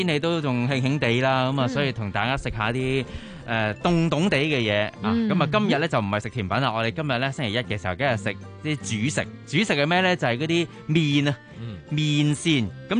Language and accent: Cantonese; Fujian, China; 就係我哋福建人啊嘛